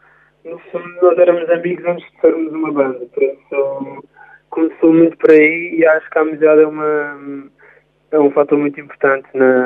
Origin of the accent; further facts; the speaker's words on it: Madeira, Portugal; nós não crescemos cá em Lisboa, por exemplo, e não temos os contactos e não conhecemos as pessoas certas e estamos muito fora desse meio daqui de Lisboa